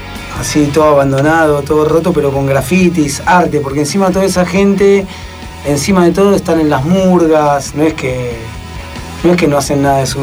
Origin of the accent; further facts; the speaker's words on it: Buenos Aires, Argentina; yo soy del Abasto de Almagro